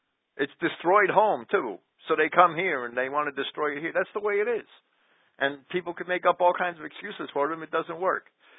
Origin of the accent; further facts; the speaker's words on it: Jersey City, New Jersey, United States; Well, I grew up with them. I grew up in Jersey City, right in the middle.